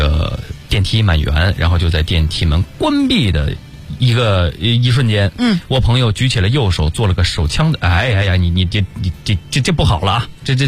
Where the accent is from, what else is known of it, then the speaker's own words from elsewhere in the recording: Hebei, China; 老家是哪儿，就是在这个节目当中跟大家分享过，我是河北的